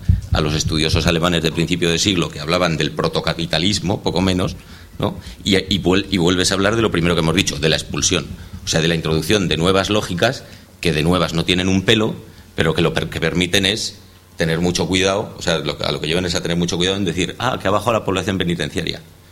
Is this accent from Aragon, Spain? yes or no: yes; Zaragoza, Aragon, Spain; No sé, yo vengo de Zaragoza, que creo que es en términos relativos la ciudad donde más expedientes hay por movilizaciones en la calle